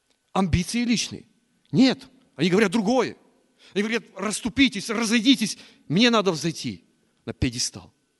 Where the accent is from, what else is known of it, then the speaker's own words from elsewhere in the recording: Chernivtsi Oblast, Ukraine; Я вот из Черновицкой области